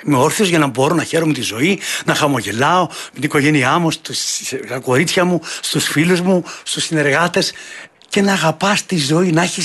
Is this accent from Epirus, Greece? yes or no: yes; Epirus, Greece; Τότε το χωριό μου και τα Τζουμέρκα έχουν άλλη εικόνα.